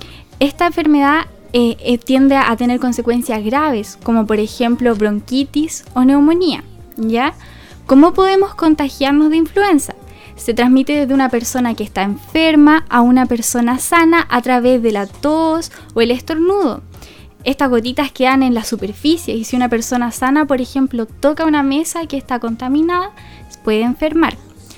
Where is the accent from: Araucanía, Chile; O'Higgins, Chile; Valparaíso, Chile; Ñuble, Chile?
Araucanía, Chile; Villarrica; now in Concepción, Chile; yo soy de Villarrica, pero ahora estoy haciendo mi práctica acá en Concepción. Estudié en Concepción y ahora ya está en mi último año.